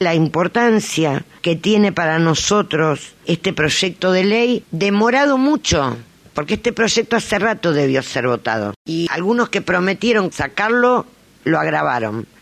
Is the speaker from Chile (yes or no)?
no; Santa Fe, Argentina; Yo soy santafesina en el cordón